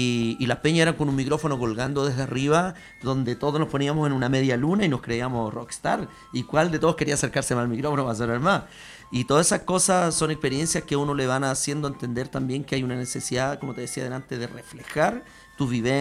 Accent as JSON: {"language": "Spanish", "town": "Pudahuel", "region": "Santiago Metropolitan", "country": "Chile", "tie": "born or raised there", "also_born_or_lived": "Cerro Navia", "said": "yo en una población crecí, y yo en Pudahuel, de hecho, antes que de Cerro Navia yo era de Pudahuel, y hasta casi los 14 años en Pudahuel"}